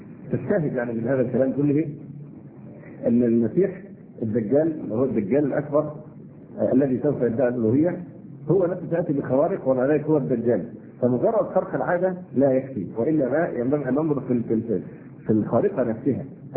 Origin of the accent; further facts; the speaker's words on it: Egypt; ونحن مصريين ونعرف طبيعة بني جلدتنا